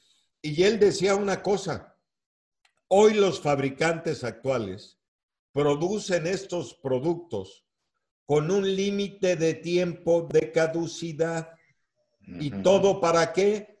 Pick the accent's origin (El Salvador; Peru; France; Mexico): Mexico; Oaxaca; allá en mi tierra, en Oaxaca, pues hacemos huaraches.